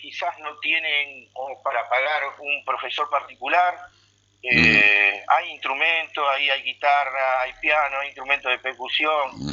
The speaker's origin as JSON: {"language": "Spanish", "region": "Buenos Aires", "country": "Argentina", "moved": "yes", "lives_now": "Concordia, Argentina", "said": "yo soy de Buenos Aires y hace 26 años que vivo acá."}